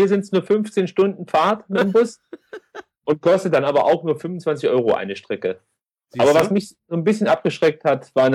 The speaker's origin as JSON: {"language": "German", "region": "East Germany", "country": "Germany", "said": "Ja, ich komme aus dem Osten, wir sagen Liche."}